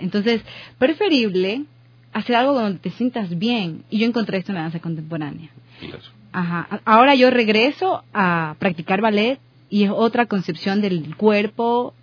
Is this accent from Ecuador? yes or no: yes; Ecuador; moved away; yo vine de Quito, de Guayaquil, a vivir aquí en el 2011.